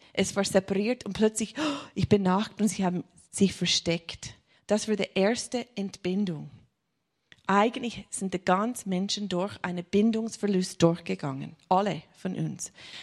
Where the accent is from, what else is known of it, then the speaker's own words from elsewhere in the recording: United States; accent: American; German is a second language; Ich komme ursprünglich aus den USA, darum habe ich ein komisches Akzent. Ich spreche nur dieses Deutsch, was ich jetzt spreche. Das ist nicht richtig Deutsch, aber es ist ein bisschen Amerikaner-Schweizer-Hochdeutsch.